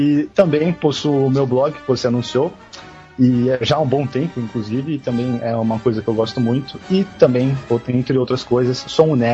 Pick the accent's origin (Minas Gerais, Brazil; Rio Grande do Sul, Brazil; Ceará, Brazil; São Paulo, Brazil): São Paulo, Brazil; born there; now in Atibaia, Brazil; Eu moro atualmente em Atibaia, estado de São Paulo, né? Mas nasci em São Paulo, capital. Tenho 26 anos.